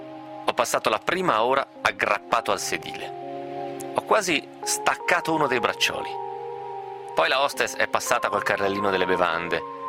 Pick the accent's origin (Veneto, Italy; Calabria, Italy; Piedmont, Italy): Veneto, Italy; Vicenza; Immediatamente alzai la testa, dato che riconobbi il dialetto che si parla dalle mie parti, cioè Vicenza